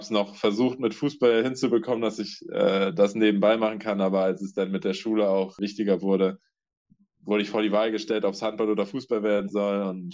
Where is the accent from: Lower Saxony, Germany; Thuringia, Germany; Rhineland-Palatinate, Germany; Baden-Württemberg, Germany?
Lower Saxony, Germany; Buxtehude; Ich komme ja ursprünglich aus Buxtehude. Das ist 30, 40 Kilometer weg von hier. Das heißt, ich bin auch nah an zu Hause.